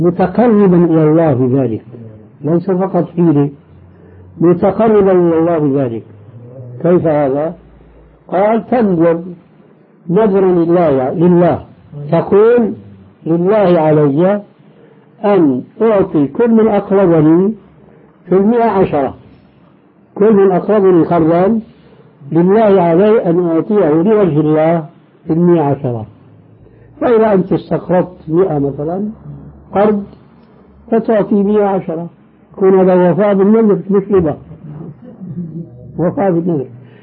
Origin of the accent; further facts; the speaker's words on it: Damascus, Damascus Governorate, Syria; وبعض المشايخ عندنا في دمشق الشام